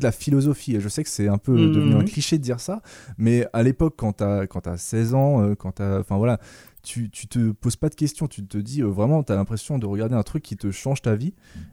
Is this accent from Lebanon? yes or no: no; Grand Est, France; Je viens d'Alsace, et du coup c'était des parodies alsaciennes basées